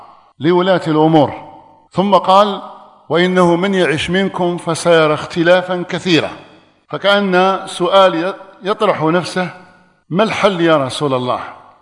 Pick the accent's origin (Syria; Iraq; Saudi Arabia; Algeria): Algeria; أن يحفظ بلادنا الجزائر مما أصيبت به من قبل